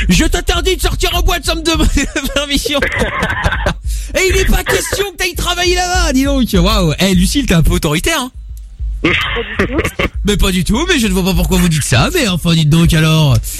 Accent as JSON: {"language": "French", "town": "Tourcoing", "region": "Hauts-de-France", "country": "France", "said": "Je viens de Tourcoing."}